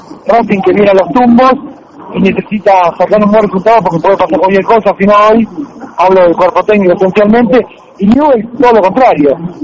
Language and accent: Spanish; Rosario, Santa Fe, Argentina; Sí, justamente, soy de Rosario